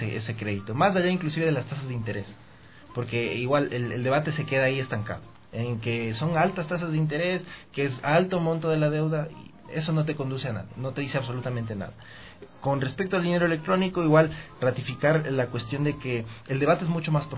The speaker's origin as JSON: {"language": "Spanish", "country": "Ecuador", "said": "al menos yo espero, como ecuatoriano, no como militante"}